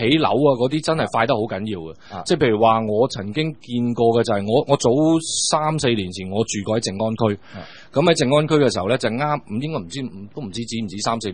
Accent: Shenzhen, Guangdong, China; 因為我哋深圳講，我哋廣東人所謂南蠻啊嘛

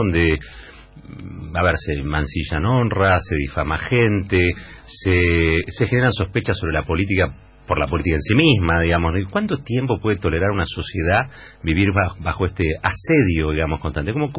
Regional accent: Argentina; ¿Usted es argentino? Sí. Acá figura como español. Le digo, no soy español, no.

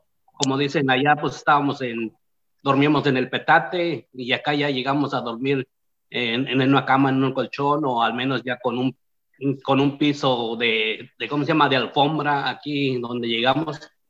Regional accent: Oaxaca, Mexico; first language Zapotec; Spanish is a second language; moved away as an adult; now in United States; soy del estado de Oaxaca y tengo ya como 30 y tantos años de vida acá en Estados Unidos. Soy oaxaqueño, hablo zapoteco, un poquito de inglés y un poquito de español.

